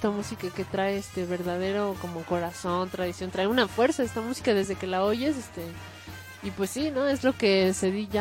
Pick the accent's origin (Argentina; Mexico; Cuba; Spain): Mexico; Yo creo que sí tenemos muchos lugares de donde tomar fuerza como pueblo mexicano